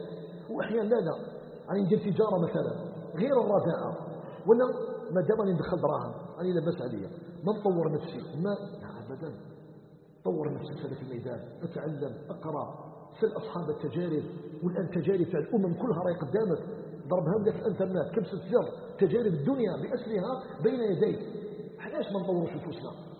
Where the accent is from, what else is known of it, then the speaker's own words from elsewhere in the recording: Algeria; احنا عندنا في الجزائر